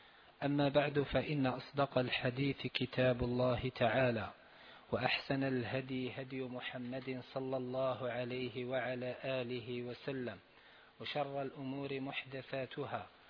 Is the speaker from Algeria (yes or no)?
yes; Algeria; نحن عندنا في الجزائر يقال حرف جر ويقال اسم مجرور